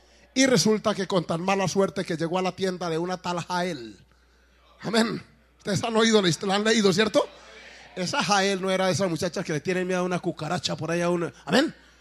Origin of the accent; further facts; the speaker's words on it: Colombia; pero como yo soy colombiano, eso me electrizó, me gustó.